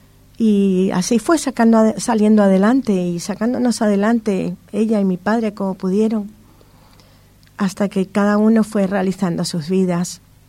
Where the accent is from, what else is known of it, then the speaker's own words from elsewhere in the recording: Venezuela; also born or lived in Spain; Yo en este momento soy apátrida, porque yo nací en España. Nací. Venezuela me vio crecer, me educó. Ahora estoy aquí.